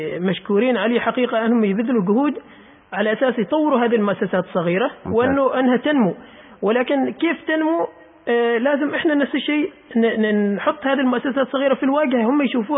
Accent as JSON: {"language": "Arabic", "country": "Oman", "said": "يا أخي أنا عماني، أنت لازم كعماني تدعمني"}